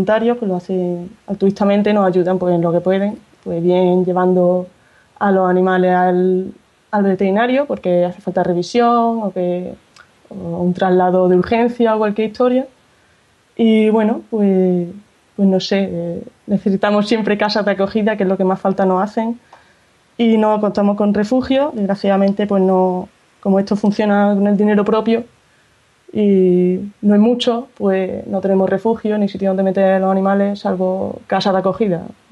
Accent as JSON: {"language": "Spanish", "town": "Córdoba", "region": "Andalusia", "country": "Spain", "accent": "Andalusian", "said": "yo fíjate, soy de Córdoba, sí."}